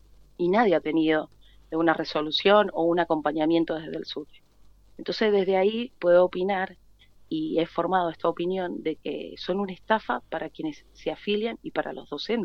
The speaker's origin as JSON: {"language": "Spanish", "region": "Mendoza", "country": "Argentina", "said": "Yo soy del Este."}